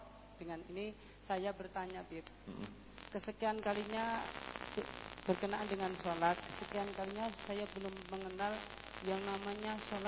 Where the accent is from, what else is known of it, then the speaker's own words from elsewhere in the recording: Mojolaban, Central Java, Indonesia; asal dari Mojolaban, Beb.